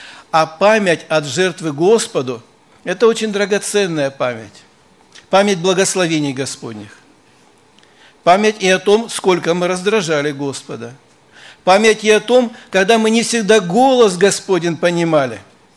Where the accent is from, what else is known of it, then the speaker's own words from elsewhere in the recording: Rostov-on-Don, Rostov Oblast, Russia; Я сам из Ростова